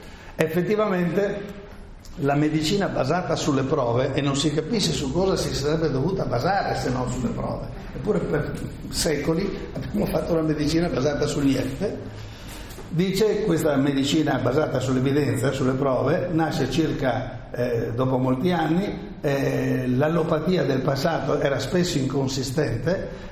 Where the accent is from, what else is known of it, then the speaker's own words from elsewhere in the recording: Trieste, Friuli-Venezia Giulia, Italy; Sono triestino, quindi permeato di romanticismo mitteleuropeo